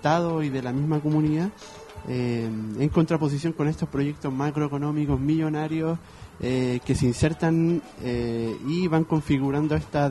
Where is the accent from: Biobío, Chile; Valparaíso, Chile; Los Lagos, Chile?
Valparaíso, Chile; Yo soy de Playa Ancha Alto.